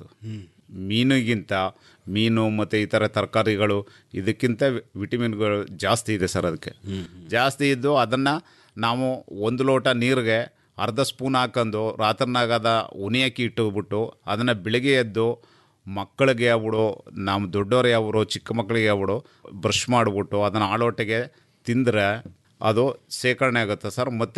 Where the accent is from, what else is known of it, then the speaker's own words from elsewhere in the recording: Chilakodi, Karnataka, India; ನಾವು ಚಾಮರಾಜನಗರ ಜಿಲ್ಲೆ ಕೊಳ್ಳೇಗಾಲ ತಾಲೂಕು ಚಿಲಕೋಡಿ ಗ್ರಾಮ